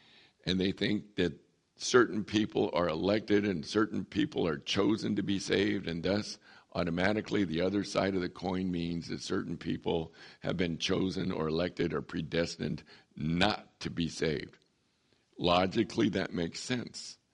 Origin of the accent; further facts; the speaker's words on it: San Diego, California, United States; moved away as an adult; I grew up in San Diego. I always thought I would stay in San Diego all my life, be near the ocean. I always thought that. And God, 42 years ago, moved me to the desert.